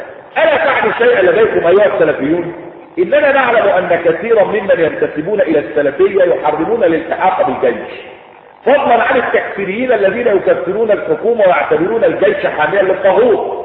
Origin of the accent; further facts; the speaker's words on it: Egypt; في تحميلات عندنا في مصر